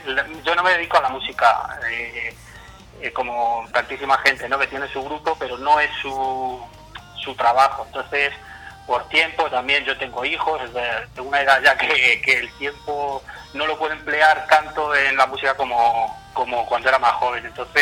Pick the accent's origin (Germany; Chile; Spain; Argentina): Spain; Yo creo que las canciones en español, nosotros siendo españoles, es como mejor puedes expresar tus ideas, ¿no?